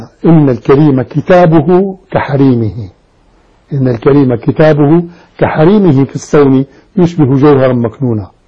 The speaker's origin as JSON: {"language": "Arabic", "town": "Damascus", "region": "Damascus Governorate", "country": "Syria", "said": "سكن عندنا في دمشق"}